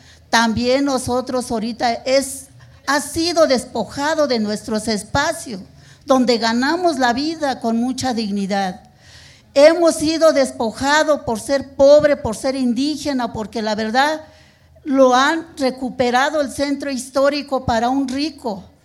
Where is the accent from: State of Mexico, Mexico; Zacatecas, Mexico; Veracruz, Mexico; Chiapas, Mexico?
State of Mexico, Mexico; now in Mexico City, Mexico; Soy del Estado de México, pero tengo muchos años de vivir en la Ciudad de México. Soy residente en la Ciudad de México.